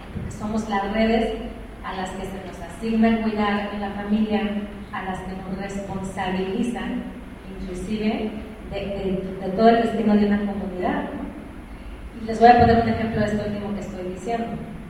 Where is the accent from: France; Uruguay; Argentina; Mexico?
Mexico; nosotros como mexicanos lo sufrimos, mucho más las personas extranjeras en el territorio